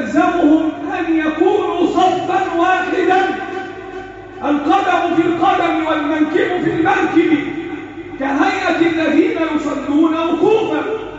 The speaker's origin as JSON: {"language": "Arabic", "country": "Egypt", "said": "اللهم احفظ بلدنا مصر وسائر بلاد"}